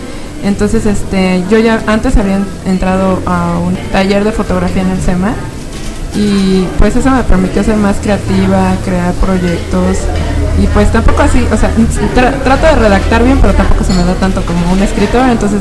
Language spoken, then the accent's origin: Spanish; Mexico City, Mexico; born there; Hola, yo nací en el Distrito Federal, me vine a radicar aquí.